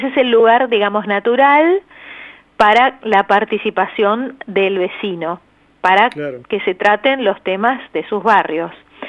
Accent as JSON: {"language": "Spanish", "region": "Buenos Aires", "country": "Argentina", "said": "yo soy de la Comuna 5, y empecé con una plaza, que quería que hubiera una plaza en mi barrio, porque la Comuna 5 y la parte de Almagro Norte, en realidad todo Almagro y todo Boedo tienen re pocos espacios verdes, es la peor comuna."}